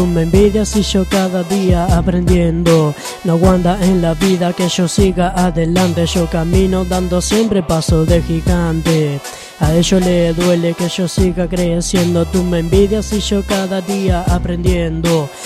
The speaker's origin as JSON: {"language": "Spanish", "region": "Santa Fe", "country": "Argentina", "said": "Que yo soy de Santa Fe, por eso."}